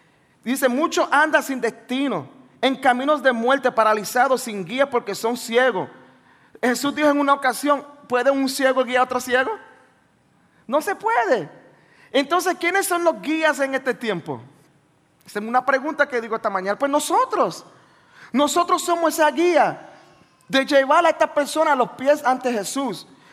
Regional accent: Brooklyn, New York, United States; Donde yo fui criado en los Estados Unidos, en Nueva York, en Brooklyn. Y cuando llego allí, los muchachos, bueno, yo tengo 44.

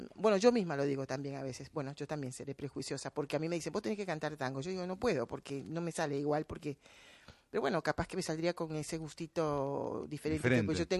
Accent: Costa Rica; Lo mismo si vas a Centroamérica, que es de donde yo soy también

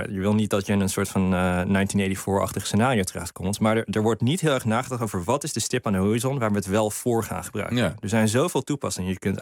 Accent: United States; Dutch is a second language; now in Netherlands; Ja, ik ben Amerikaans.

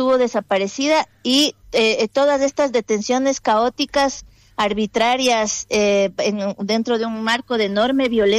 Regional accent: Ecuador; born there; esta vez vengo yo, que nací en Ecuador y ahora vivo en Ecuador en este momento de mi vida.

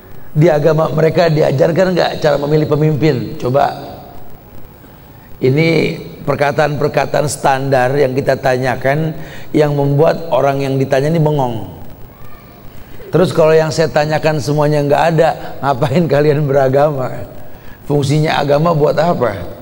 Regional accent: Jakarta, Indonesia; Ustaz lahir di Jakarta, gede di Jakarta, sampai ke Pekanbaru ketemu sama kalian sama.

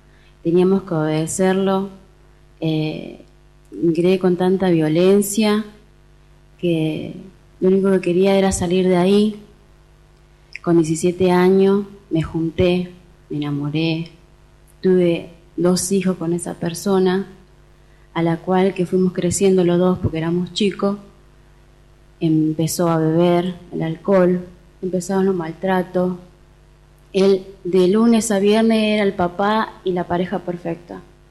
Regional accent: Entre Ríos, Argentina; moved away; Me vine de Entre Ríos para no vivir esto.

